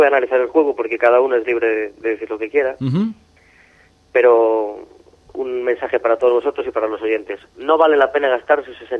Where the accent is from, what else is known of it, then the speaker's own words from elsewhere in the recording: Ourense, Galicia, Spain; de Urense.